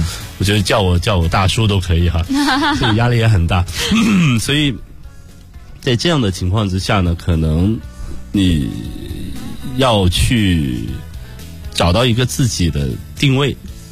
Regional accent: Shandong, China; 就是因为我是一个山东人。

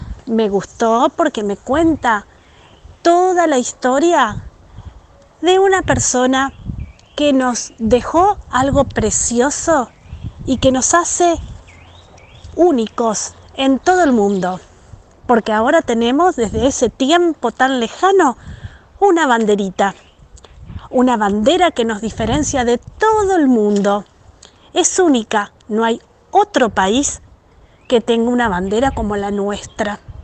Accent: Argentina; contentos de que todos somos argentinos

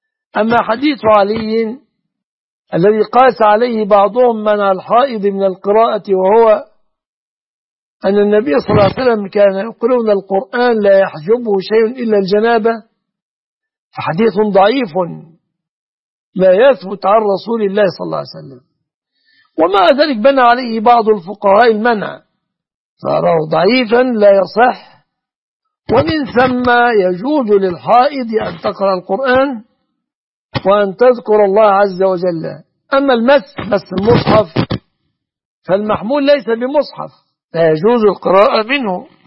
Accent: Egypt

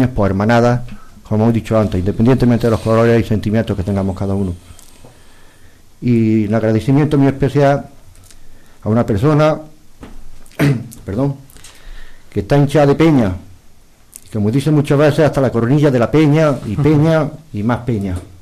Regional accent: Bailén, Andalusia, Spain; esta noche vuelan por mi patria chica de Bailén

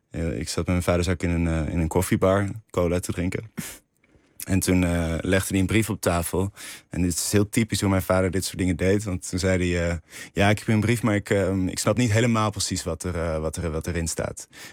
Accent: Rotterdam, South Holland, Netherlands; ja, dat was het te onrustig in Rotterdam, waar ik vandaan kom.

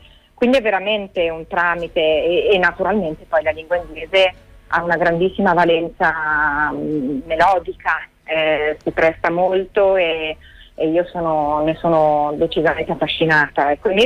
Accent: Genoa, Liguria, Italy; Io sono a Genova, quindi sono nella mia città natale, dove vivo da ormai diversi anni

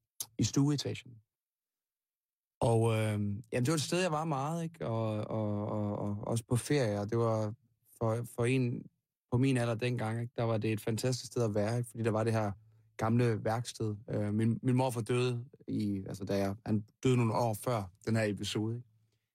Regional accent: Langholt, North Denmark Region, Denmark; Af min barndomsby. Det var en lille by, der hed Langholt

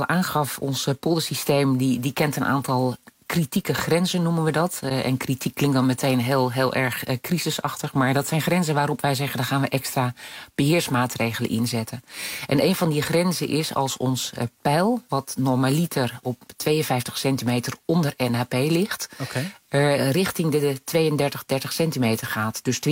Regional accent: Netherlands; En we weten ook dat wij zijn toch Nederlanders.

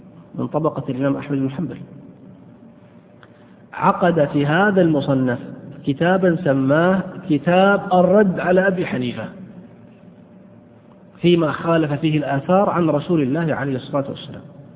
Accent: Saudi Arabia; مدرس مع الأسف عندنا في السعودية

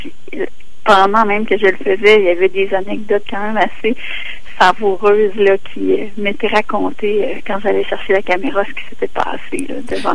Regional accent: Quebec, Canada; Puis moi, c'est parce que je viens de la Gaspésie. J'ai pas la même relation au fleuve. Je viens du Sud, donc je suis la baie des Chaleurs puis tout ça.

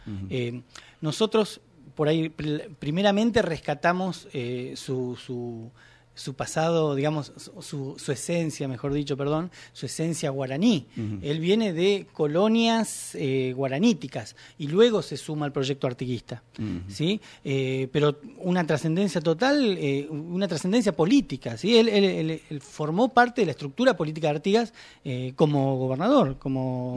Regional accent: Chubut, Argentina; Primero mandar saludos para el Chubut, porque yo soy de Chubut

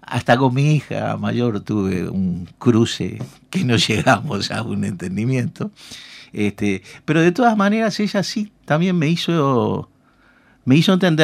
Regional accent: Uruguay; todos vamos a seguir siendo ciudadanos uruguayos y vamos a seguir habitando este país.

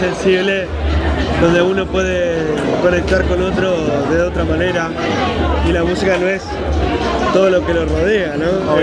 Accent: Viedma, Río Negro, Argentina; que soy de Viedma, de Río Negro

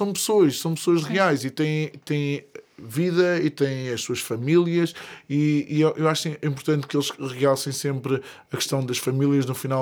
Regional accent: Vieira, Portugal; havia na terra onde eu cresci, na Vieira

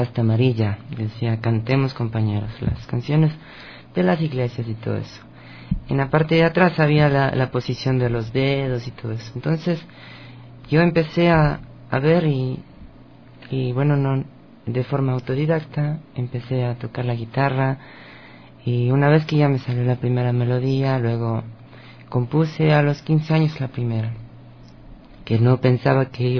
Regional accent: Quito, Pichincha, Ecuador; born there; De Quito, justamente.

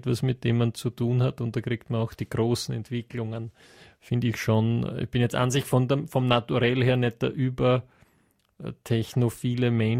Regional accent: western Austria, Austria; Naja, ich komme aus dem Westen Österreichs. Also zumindest jetzt einmal stark westlich von Wien.

